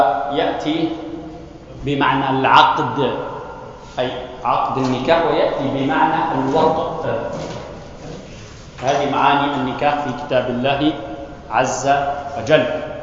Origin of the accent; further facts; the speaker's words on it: Tunisia; إنه عندنا في تونس مثلا هناك بعض الناس يطلقون نساء لسنا زوجات لهن